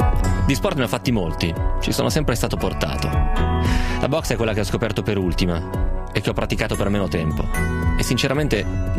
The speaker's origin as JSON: {"language": "Italian", "region": "Piedmont", "country": "Italy", "said": "sono piemontese. Anzi, peggio, sono monferrino. Siamo teste dure, che difficilmente cambiano idea."}